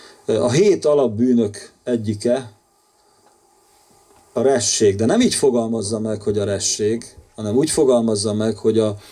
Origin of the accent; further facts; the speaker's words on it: Kaposmérő, Somogy, Hungary; És ő miskolci volt ez a fiú, én kaposmérői vagyok.